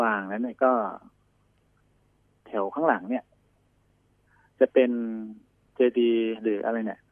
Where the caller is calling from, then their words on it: Bangkok, Thailand; ตลาดพลูครับ